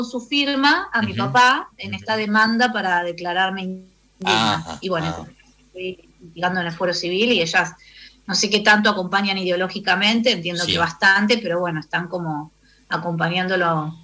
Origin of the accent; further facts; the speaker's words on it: Buenos Aires, Argentina; trabajo como maestra psicóloga en la escuela uh-huh. pública en el gobierno de la Ciudad de Buenos Aires, de donde soy oriunda.